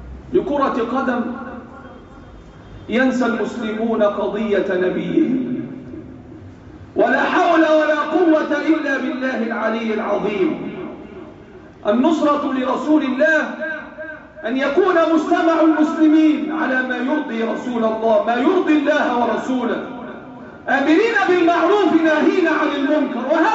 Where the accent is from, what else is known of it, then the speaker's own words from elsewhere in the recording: Egypt; اللهم احفظ بلادنا مصر وسائر بلاد